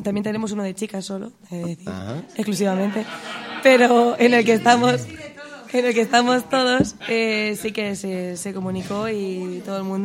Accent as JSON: {"language": "Spanish", "town": "Consuegra", "region": "Castilla-La Mancha", "country": "Spain", "said": "de Consuegra. Yo soy de Consuegra."}